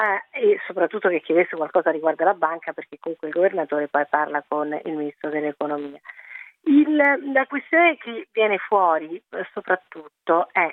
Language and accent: Italian; Rome, Lazio, Italy; Ok, io sono di Roma, però per dire, no?